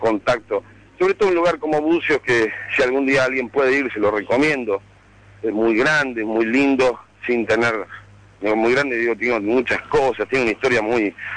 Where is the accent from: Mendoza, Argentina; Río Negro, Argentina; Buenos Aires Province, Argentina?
Buenos Aires Province, Argentina; Lanús; yo soy de Lanús. Lo más interesante es que en Lanús, que es algo que está ya unos 15 kilómetros, 10 kilómetros de la capital